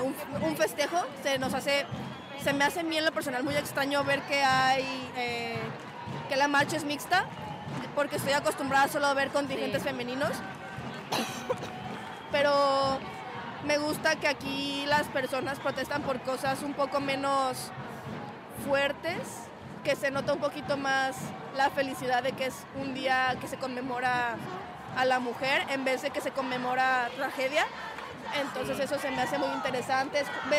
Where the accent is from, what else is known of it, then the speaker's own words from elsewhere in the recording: Mexico; now in Spain; En mi caso, yo salgo también por todo lo que está sucediendo en mi país, también es México